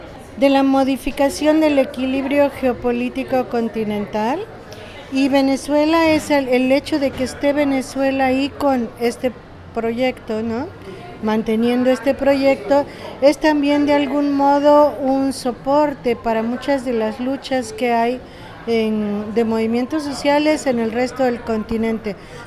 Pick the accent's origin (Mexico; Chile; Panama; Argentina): Mexico; yo que vengo de México, lo que está en juego aquí es la radicalización de la violencia en México